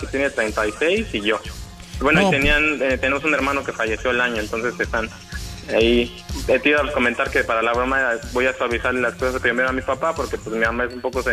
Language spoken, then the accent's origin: Spanish; Querétaro, Mexico; Pues nosotros somos originarios de Querétaro